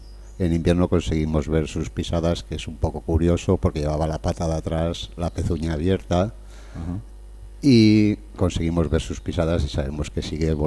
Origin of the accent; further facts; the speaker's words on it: León, Castile and León, Spain; alguna poco en León, que es de donde soy